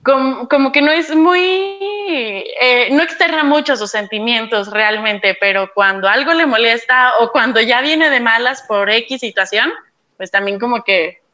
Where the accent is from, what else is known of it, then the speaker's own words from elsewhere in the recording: Aguascalientes, Mexico; es parte de lo que se vive en Aguascalientes, de cómo vivimos aquí, de cómo somos las personas de Aguascalientes.